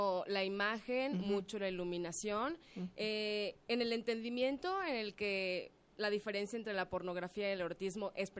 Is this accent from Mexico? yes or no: yes; Mexico City, Mexico; Guadalajara es muy así, yo soy chilanga.